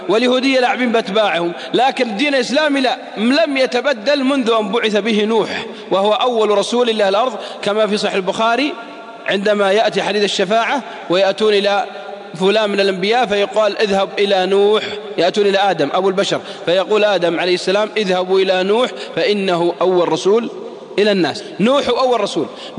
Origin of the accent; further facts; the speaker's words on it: Saudi Arabia; واحد شاب عصى عندنا بالسعودية